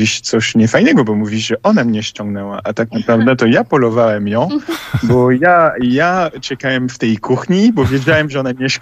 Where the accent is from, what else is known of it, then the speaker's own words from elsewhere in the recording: Paris, Île-de-France, France; Polish is a second language; Pochodzę z Paryża, tylko że przez piłkę nożną i przez studia to mieszkałem w różnych miejscach.